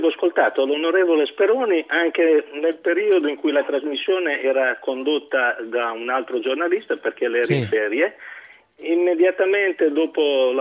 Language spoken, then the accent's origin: Italian; Emilia-Romagna, Italy; e come diciamo noi da queste parti, io sono romagnolo